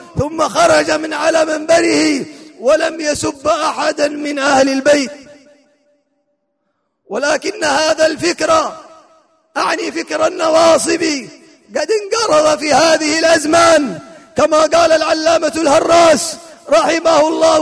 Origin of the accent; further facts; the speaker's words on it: Hadhramaut, Yemen; في بلادنا هذه بلاد حضرموت